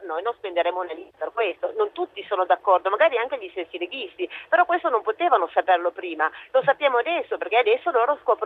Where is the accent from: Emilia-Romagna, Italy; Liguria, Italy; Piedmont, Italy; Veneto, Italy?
Piedmont, Italy; visto che io sono piemontese.